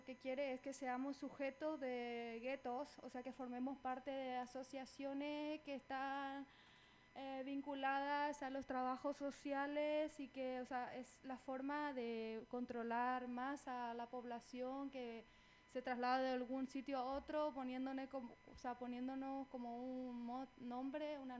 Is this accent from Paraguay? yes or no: yes; Paraguay; vos sos chilena, yo soy paraguaya